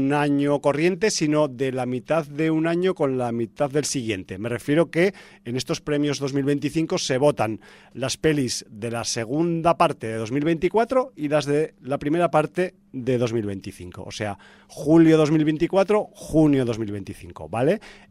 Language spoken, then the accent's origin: Spanish; Zaragoza, Aragon, Spain; es porque soy de Zaragoza